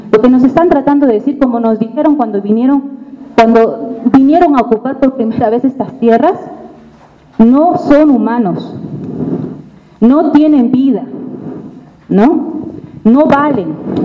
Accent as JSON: {"language": "Spanish", "region": "Lima", "country": "Peru", "said": "vengo de Lima, Perú."}